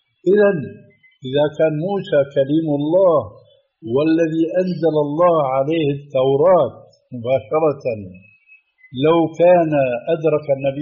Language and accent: Arabic; Syria; وبيقولوا في بعض العبارات التي مع الأسف تلقفها بعض العامة عندنا في سوريا